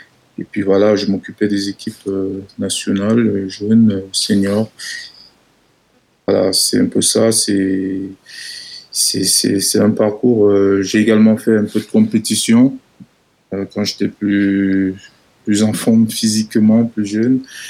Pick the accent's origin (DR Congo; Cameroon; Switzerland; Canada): Cameroon; now in France; je suis camerounais.